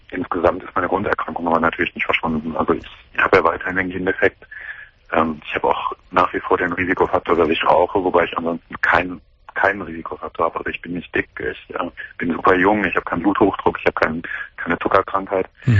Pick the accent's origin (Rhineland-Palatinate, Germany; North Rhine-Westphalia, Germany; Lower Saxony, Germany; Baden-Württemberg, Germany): North Rhine-Westphalia, Germany; Cologne; ich komme aus Köln